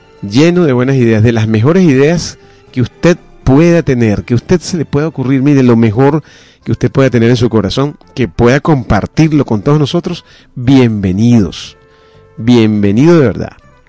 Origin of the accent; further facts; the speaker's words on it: Venezuela; Porque todos somos venezolanos.